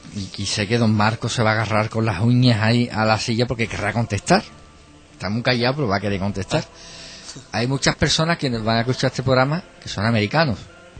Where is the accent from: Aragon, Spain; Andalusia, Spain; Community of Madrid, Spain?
Andalusia, Spain; Que yo creo que como andaluces tenemos que... Andaluces, encima, andaluces de aquí.